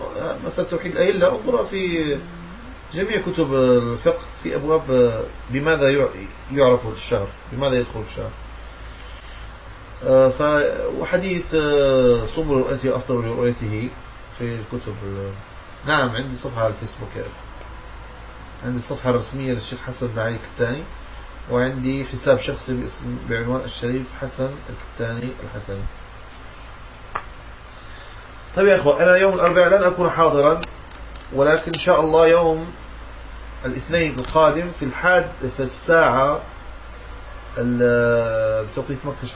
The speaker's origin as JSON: {"language": "Arabic", "country": "Morocco", "said": "يعني أنا من المغرب، من المغرب الأقصى"}